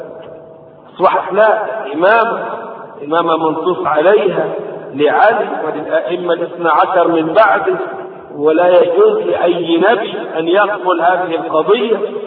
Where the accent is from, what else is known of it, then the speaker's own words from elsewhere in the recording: Egypt; ضريح عندنا في مصر